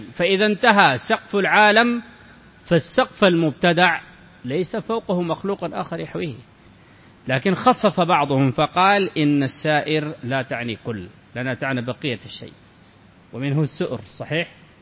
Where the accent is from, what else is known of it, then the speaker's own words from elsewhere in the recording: Sudan; موجود عندنا في السودان